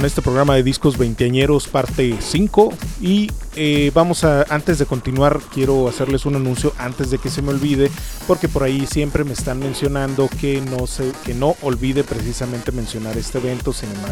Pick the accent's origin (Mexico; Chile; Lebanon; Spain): Mexico; San Luis Potosí; aquí en mi terruño, San Luis Potosí